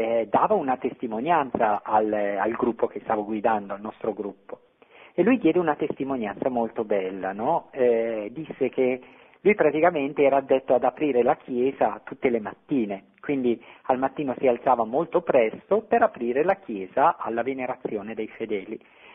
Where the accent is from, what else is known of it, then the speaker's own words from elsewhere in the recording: Bariano, Lombardy, Italy; io sono originario di Bariano in provincia di Bergamo, insieme alla mia parrocchia d'origine